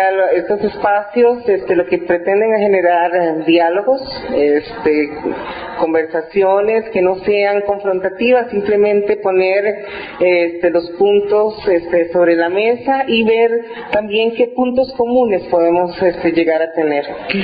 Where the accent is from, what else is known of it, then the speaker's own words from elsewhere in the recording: Costa Rica; soy costarricense, soy activista trans, intersex.